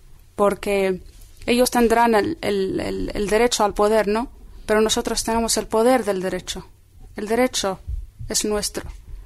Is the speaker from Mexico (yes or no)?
no; Western Sahara; Y en este caso, la causa saharaui, aunque yo no llegue a disfrutar de mi tierra, estoy segura de que mis hijos o mis nietos llegarán a disfrutar de ella.